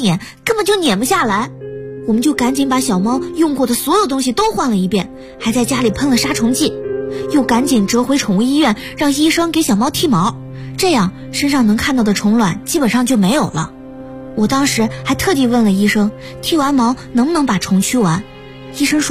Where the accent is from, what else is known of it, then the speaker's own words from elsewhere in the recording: Sichuan, China; 我老家在四川，在四川话里形容这种瞎折腾叫板命